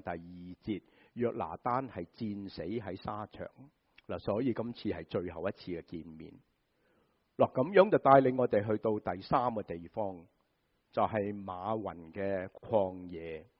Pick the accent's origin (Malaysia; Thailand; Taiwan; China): China; Guangdong; 就是好像我们广东人说什么啊，滑过泥鳅，是吧？